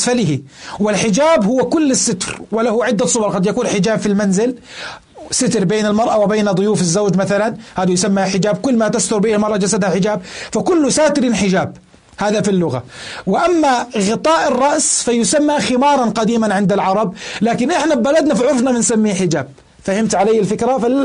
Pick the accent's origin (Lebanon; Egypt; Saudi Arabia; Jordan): Jordan; إذا كان أكثر من قطعة عندنا في الأردن